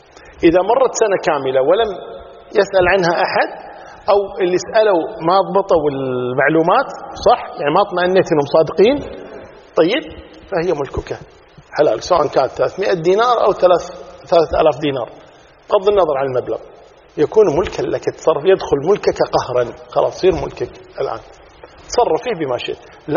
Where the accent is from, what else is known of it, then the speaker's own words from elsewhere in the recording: Kuwait; مثلا عندنا في الكويت